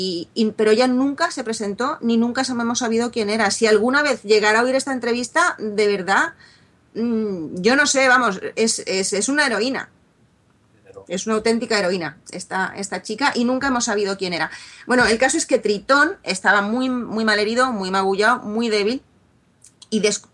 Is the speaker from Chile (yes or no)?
no; Spain; yo soy muy española y estoy muy orgullosa de la historia de España